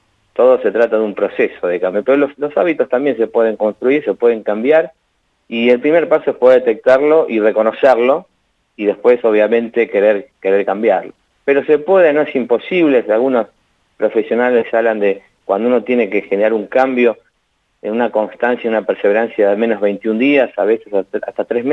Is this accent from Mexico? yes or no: no; Buenos Aires, Argentina; moved away; Yo soy de Buenos Aires y hace 12 años que vivo acá.